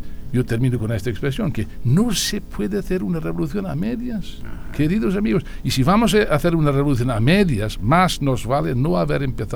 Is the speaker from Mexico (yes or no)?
no; United Kingdom; Yo soy británico, inglés no, pero británico sí.